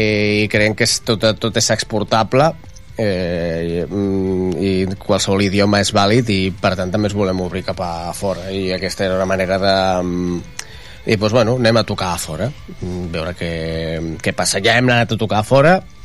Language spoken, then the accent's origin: Catalan; Rubí, Catalonia, Spain; also born or lived in Barcelona / Terrassa; jo sóc de Rubí, però jo he viscut a... Jo he viscut a Barcelona, he viscut a Terrassa, he viscut a Montesquieu, he viscut a Vic...